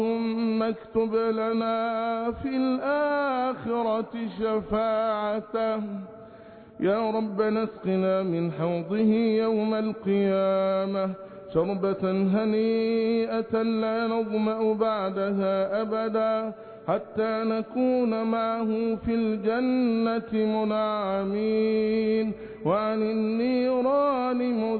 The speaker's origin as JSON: {"language": "Arabic", "country": "Egypt", "said": "احفظ بلادنا مصر بحفظك"}